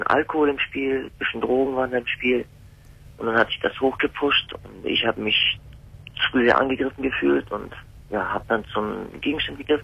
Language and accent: German; Hamburg, Germany; born or raised there